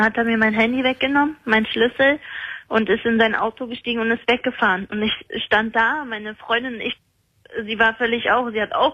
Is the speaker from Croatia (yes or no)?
yes; Croatia; Also, ich bin aus Kroatien.